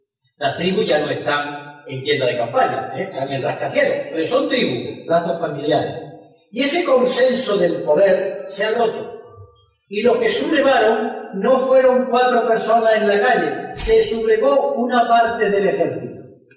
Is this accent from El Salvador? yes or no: no; Spain; Y como español me siento avergonzado